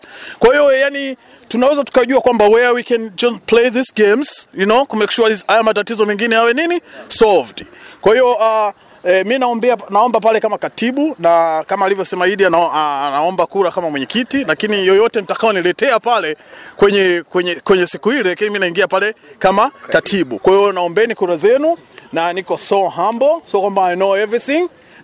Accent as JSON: {"language": "Swahili", "town": "Tanga", "region": "Tanga Region", "country": "Tanzania", "said": "Jamani, sisi wote ni wa Tanzania. Mimi natoka Tanga"}